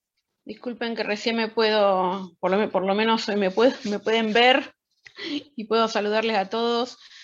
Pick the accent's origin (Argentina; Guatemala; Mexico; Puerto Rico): Argentina; Moreno, Buenos Aires Province; nosotros somos de Cuartel Quinto, de Moreno, Buenos Aires, conurbano, para algunos.